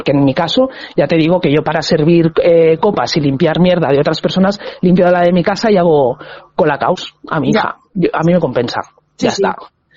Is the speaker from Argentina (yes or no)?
no; Catalonia, Spain; Yo vengo de Cataluña